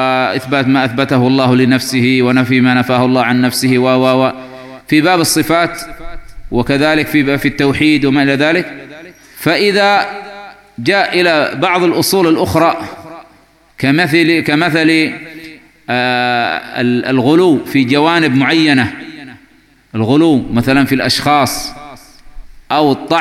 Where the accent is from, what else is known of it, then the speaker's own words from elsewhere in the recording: Yemen; نحن عندنا في اليمن نفتقد إلى قوة هذا الإنترنت.